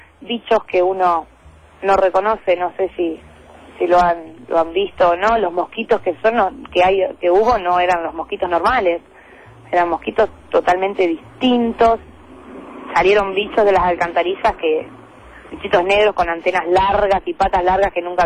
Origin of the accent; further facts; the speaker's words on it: La Plata, Buenos Aires Province, Argentina; Lo digo yo, que soy platense, y lo digo por la ciudad de La Plata